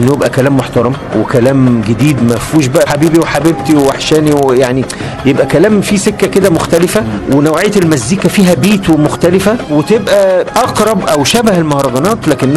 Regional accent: Alexandria, Alexandria Governorate, Egypt; في اسكندريه، كنا بنتقابل كل يوم وبنلعب تنس طاوله

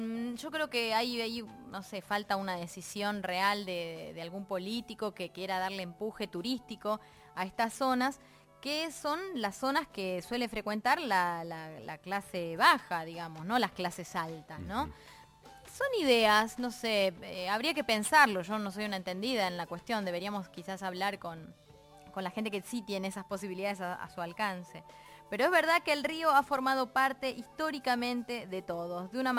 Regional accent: Berisso, Buenos Aires Province, Argentina; born there; yo soy bericense, yo nací en Berisso. Berisso tiene salida al río.

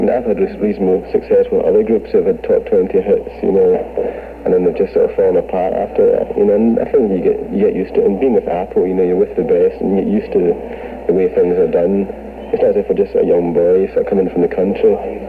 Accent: Glasgow, Scotland, United Kingdom; now in London, United Kingdom; originally we came down to London from Glasgow about a year ago

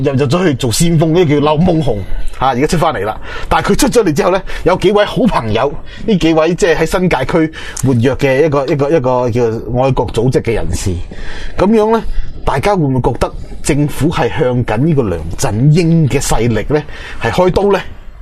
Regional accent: China; 我哋作为中国人啦，要讲礼义廉耻。

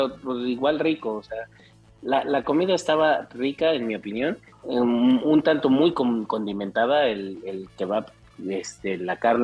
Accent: Mexico; Porque somos mexicanos, porque somos más chingón que el de al lado.

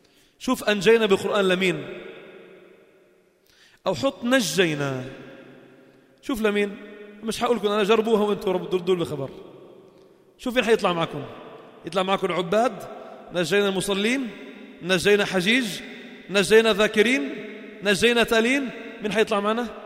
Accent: Lebanon; أنت من وين أنا من وين، قلت له I'm from Lebanon، من لبنان

